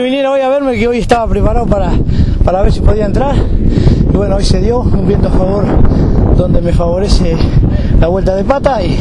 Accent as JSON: {"language": "Spanish", "town": "Santa Teresita", "region": "Buenos Aires Province", "country": "Argentina", "said": "soy de Santa Teresita, partido de la costa"}